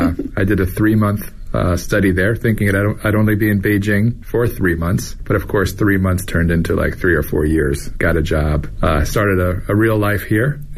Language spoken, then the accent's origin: English; New York, United States; now in China; I am from New York originally, and I've been in Asia for 25 years